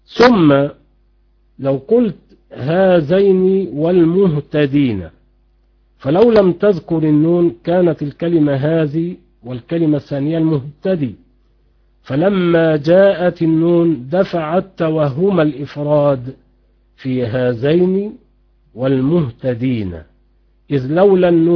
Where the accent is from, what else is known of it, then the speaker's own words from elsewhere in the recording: Egypt; اليمامة حمام بري يسمى عندنا في مصر يمامة